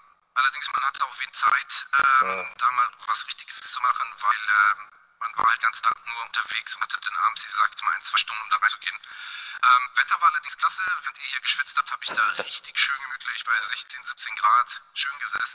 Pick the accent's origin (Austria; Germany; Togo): Germany; North Rhine-Westphalia; ich komme jetzt so aus der Nähe von Düsseldorf.